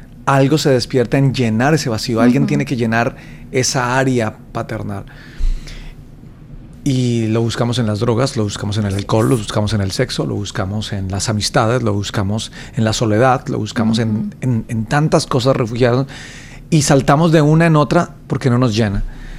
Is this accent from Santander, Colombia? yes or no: no; Bogotá, Colombia; born there; 38 años, nací en Bogotá, Colombia, el 10 de septiembre.